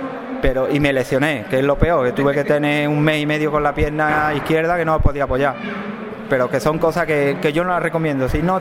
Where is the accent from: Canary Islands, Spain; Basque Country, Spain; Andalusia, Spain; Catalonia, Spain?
Andalusia, Spain; Arahal; Y después tuve que volver a España y corrí la de mi pueblo, que yo soy, como bien ha dicho, de Araal